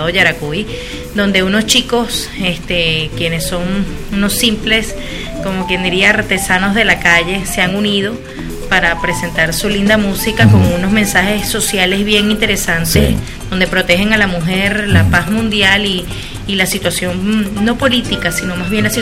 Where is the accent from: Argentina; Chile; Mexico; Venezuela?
Mexico; Guadalajara, Jalisco; De Guadalajara, sí, señor.